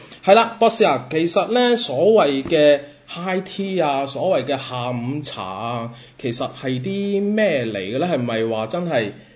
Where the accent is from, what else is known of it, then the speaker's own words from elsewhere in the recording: Macau; 咁我哋身为澳门人呢会觉得好得意。